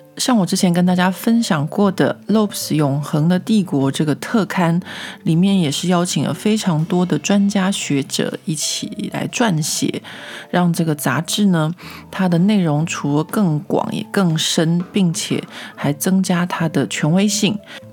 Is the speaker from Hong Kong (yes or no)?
no; Taiwan; now in France; 我自己小时候在台湾长大念历史课的经验